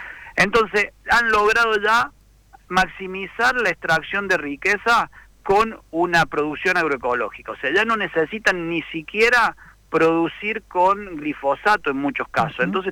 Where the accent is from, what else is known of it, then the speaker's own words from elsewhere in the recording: Colonia Caroya, Córdoba, Argentina; yo recuerdo mi niñez, mi infancia ahí en Colonia Carolla y la casa que ahora tiene mi mamá